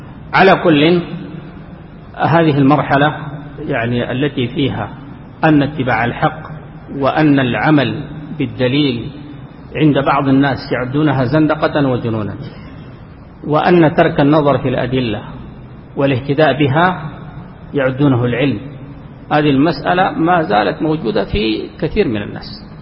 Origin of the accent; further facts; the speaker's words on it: Sudan; خاصة عندنا في السودان يمكن بعض العوام يقول لك ما دليلك؟